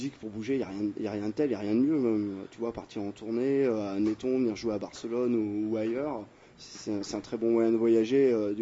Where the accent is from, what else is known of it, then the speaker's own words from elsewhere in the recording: Brittany, France; Enfin, moi, je suis breton.